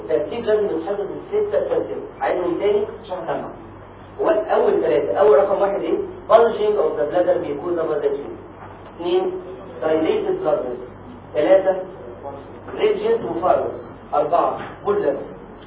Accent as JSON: {"language": "Arabic", "country": "Egypt", "said": "احنا عندنا في مصر كام اللي هو كام 28 اسبوع في الحمل"}